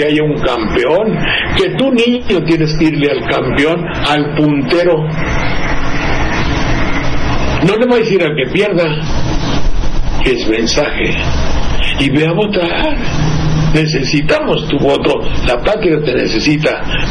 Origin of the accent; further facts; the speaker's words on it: Mexico; porque yo soy un mexicano de cultura media